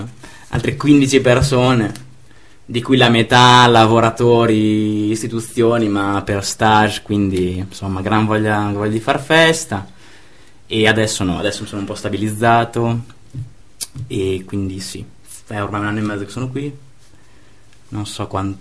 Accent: Emilia-Romagna, Italy; moved away as an adult; now in Brussels, Belgium; Vengo da Masiera City, ridente cittadina in provincia di Ravenna.

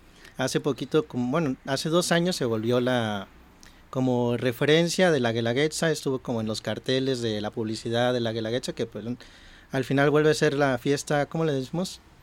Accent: Oaxaca, Mexico; Soy yo originaria de Oaxaca.

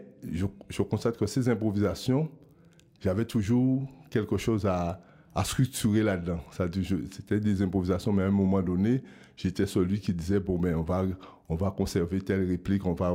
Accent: Guadeloupe; Et je viens de la Guadeloupe.

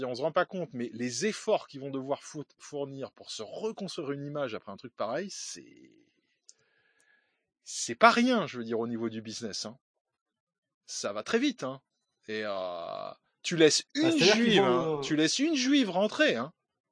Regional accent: France; Je suis français.

